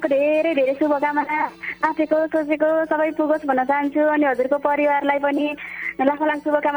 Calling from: Kirtipur, Bagmati, Nepal; कीर्तिपुरबाट।

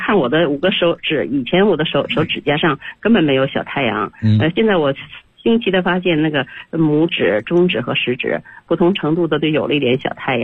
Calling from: Beijing, China; 老师我是北京的学员，今年65岁

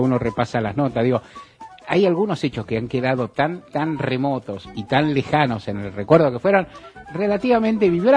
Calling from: Palermo, Buenos Aires, Argentina; de Palermo, estoy llamando porque quiero saber si están en vivo o no

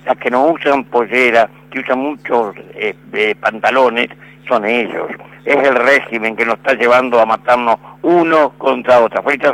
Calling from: San Nicolás, Buenos Aires Province, Argentina; de San Nicolás.

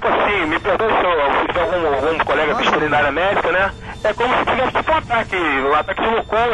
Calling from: Rio de Janeiro, Brazil; sou aqui do Rio de Janeiro.

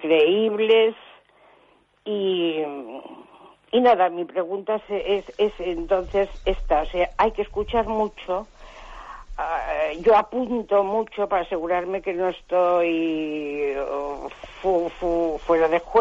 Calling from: Cantabria, Spain; de Cantabria.

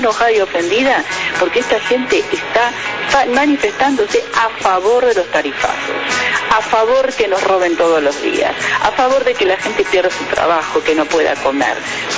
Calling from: Olivos, Buenos Aires Province, Argentina; yo vivo acá en Olivos y tengo mucho gorilaje.

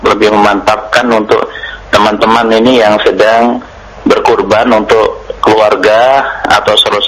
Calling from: Papua, Indonesia; Saya dari Papua, Pak

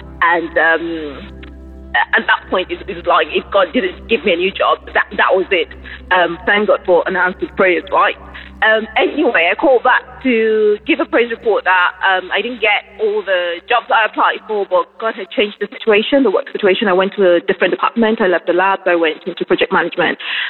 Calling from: England, United Kingdom; I'm calling from England.

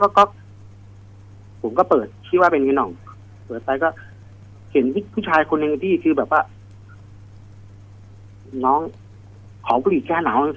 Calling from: Bang Saen, Chonburi, Thailand; บางแสนครับผม

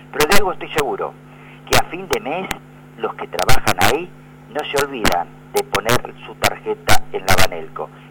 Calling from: San Vicente, Argentina; de San Vicente.

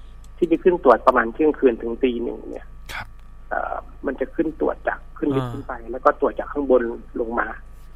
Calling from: Bangkok, Thailand; ผมอยู่แถวลาดตำลิครับแถวสนามม้านางเลิ้งครับ

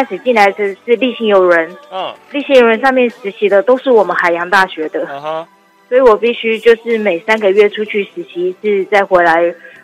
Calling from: Taipei, Taiwan; 你好，我是台北的

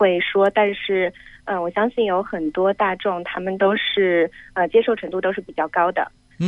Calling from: Hong Kong; 你好，我来自香港。

